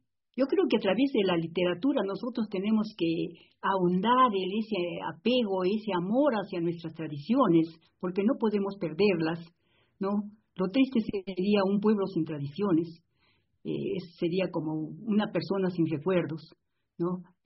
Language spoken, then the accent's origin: Spanish; Arequipa, Peru; Es el monumento histórico más atractivo y que guarda una identificación con mi ciudad.